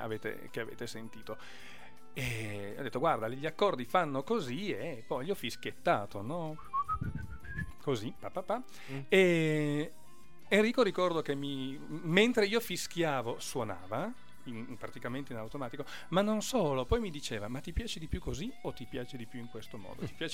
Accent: Orbassano, Piedmont, Italy; dalle nostre parti, dalle parti di Torino, d'Orbassano per la precisione

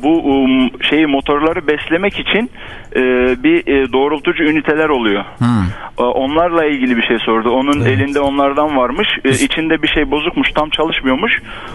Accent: Hatay, Turkey; Hani Hataylıyım ben. Hatay'da bir kasabada oturuyoruz diyelim.

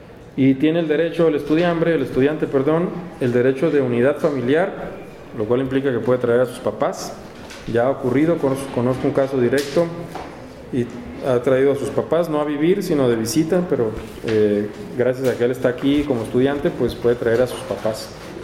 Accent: Mexicali, Baja California, Mexico; De Mexicali también, yo soy oriundo de Mexicali, ¿no?

